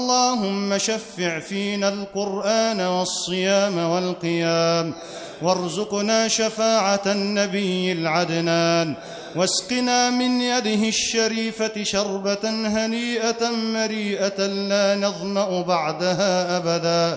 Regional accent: Egypt; اللهم احرس بلدنا مصر بعينك التي لا تنام

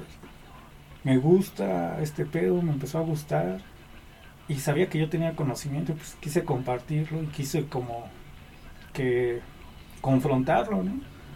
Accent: Iztapalapa, Mexico City, Mexico; También en mi barrio así, ¿no? O sea, soy de Iztapalapa

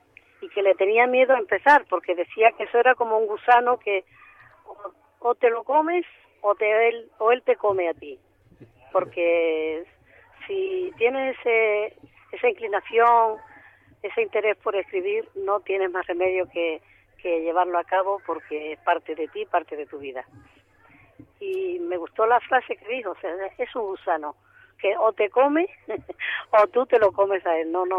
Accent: Sotiel, Andalusia, Spain; now in Seville, Spain; yo me he venido hoy a pasar el día a mi pueblo, a Sotiel, que vivo en Sevilla.

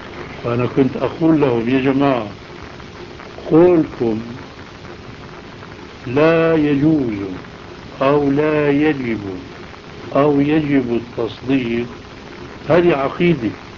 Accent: Aleppo, Aleppo Governorate, Syria; فهو بعرفه انا من حلب

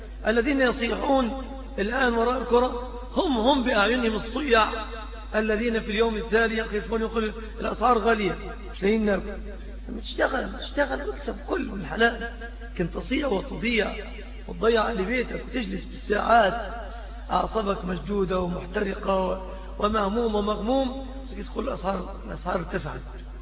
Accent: Egypt; الذي عم وطغى في بلادنا مصر

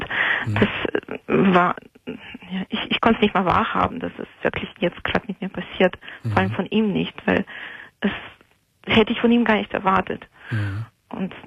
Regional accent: Moldova; now in Germany; Ich bin alleine hier in Deutschland, also ich komme ursprünglich aus Moldawien und meine Eltern, Familie und alles, die wohnen dort.

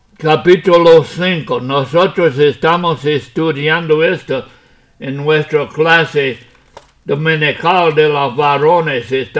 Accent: United States; Spanish is a second language; moved away as an adult; now in Puerto Rico; Ya aunque yo soy americano, Puerto Rico es mi país ahora.

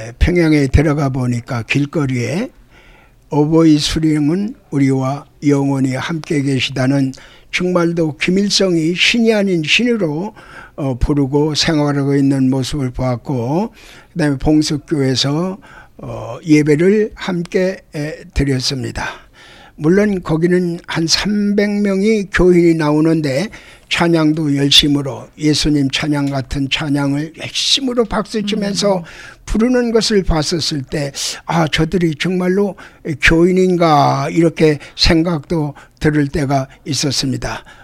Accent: Seoul, South Korea; born there; 저는 1942년 2월 12일 청량리 실용동에서 태어났으며

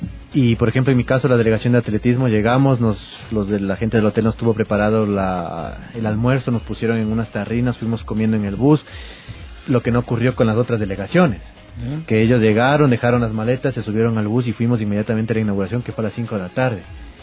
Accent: Quito, Pichincha, Ecuador; si nosotros somos quiteños, aguantamos el frío de aquí.

